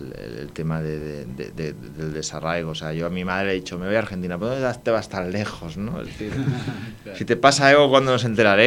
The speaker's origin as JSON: {"language": "Spanish", "town": "Barcelona", "region": "Catalonia", "country": "Spain", "said": "lo más cercano como autor es que soy de Barcelona, soy de una ciudad."}